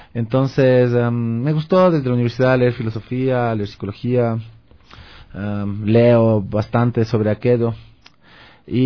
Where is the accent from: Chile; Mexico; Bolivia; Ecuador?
Ecuador; No per se, pero claro, soy de Ecuador y la música me llamaba la atención.